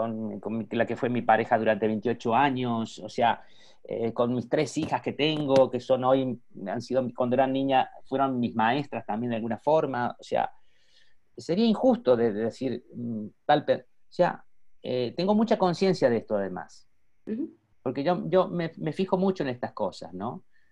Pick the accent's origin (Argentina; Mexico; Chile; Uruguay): Argentina; Córdoba; now in Madrid, Spain; yo ya vivía en Madrid porque yo emigré, bueno, no dije soy argentino, cordobés, pero emigré a Madrid, vivo desde el año 85, yo estoy viviendo en Madrid